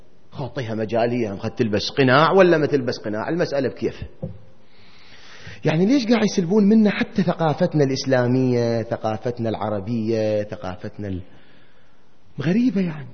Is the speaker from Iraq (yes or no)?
yes; Iraq; ما أدري إحنا هيك كان عندنا بالعراق وبلادنا العربية بصورة عامة كان موجود